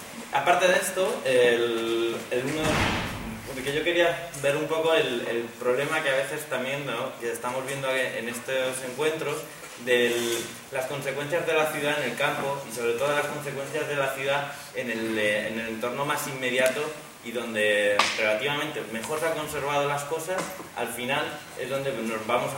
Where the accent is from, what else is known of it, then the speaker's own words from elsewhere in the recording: Community of Madrid, Spain; bueno, soy del sureste de Madrid, una zona que para la gente que no sea, pues de allí, pues una zona de Vegas y que está, digamos, entre la Nacional 2 y la Nacional 3.